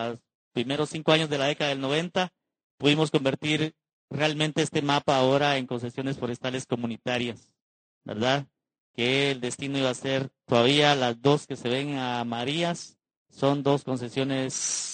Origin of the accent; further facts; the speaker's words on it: Petén, Guatemala; La zona de donde vengo, que es el departamento de Petén, es la tercera parte del territorio nacional